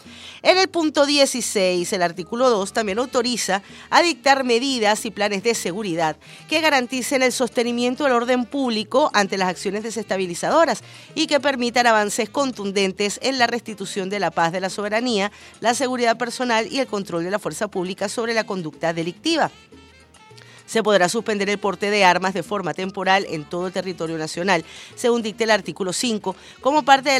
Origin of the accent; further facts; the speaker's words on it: Venezuela; nosotros, los venezolanos de a pie